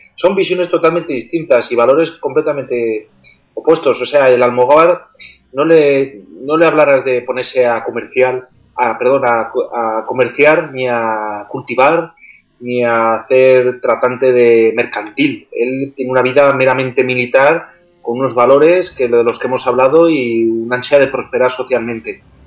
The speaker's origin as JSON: {"language": "Spanish", "country": "Spain", "said": "quiénes somos los españoles"}